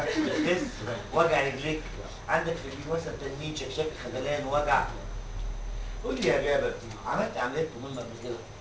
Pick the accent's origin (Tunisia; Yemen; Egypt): Egypt